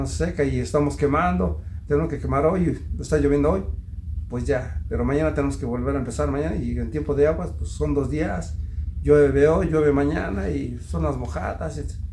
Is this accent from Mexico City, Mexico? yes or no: no; Metepec, State of Mexico, Mexico; De aquí de Metepec. Aquí en Metepec, ellos eran olleros